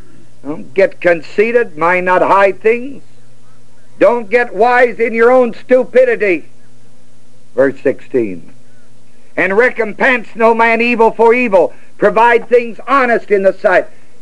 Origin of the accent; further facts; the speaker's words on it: United States; I'm still an American.